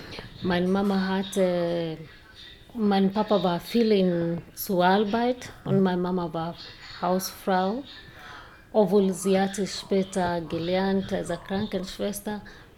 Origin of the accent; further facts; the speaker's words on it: Kirinyaga, Kirinyaga County, Kenya; born there; German is a second language; now in Malindi, Kenya; Meine Stadt heißt, wo ich wohne jetzt. Mhm. It's Malindi, aber ich bin geboren in Kirinyaga. Kirinyaga ist ein kleines Dorf nahe Mount Kenya, mhm. Berge Kenya.